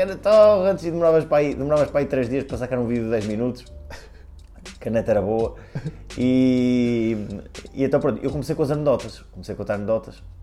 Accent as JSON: {"language": "Portuguese", "region": "Porto", "country": "Portugal", "said": "Rapaz, isso tem que escolher Porto porque é a minha terra, não é?"}